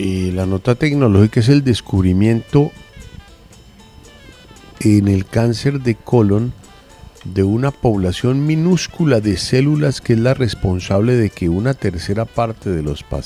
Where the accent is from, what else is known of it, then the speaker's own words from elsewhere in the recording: Lebanon; el poder de mi tierra, de los árabes, yo soy libanés.